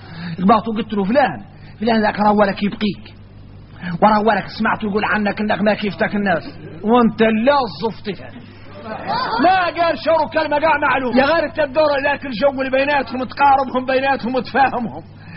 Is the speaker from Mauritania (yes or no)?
yes; Mauritania; احنا راك موريتاني عندنا فهم عن مولانا خاص